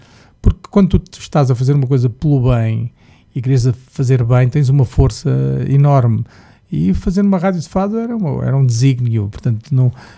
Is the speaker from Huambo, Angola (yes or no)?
no; Luanda, Angola; Sabes, eu sou angolano, não é? Eu nasci em Luanda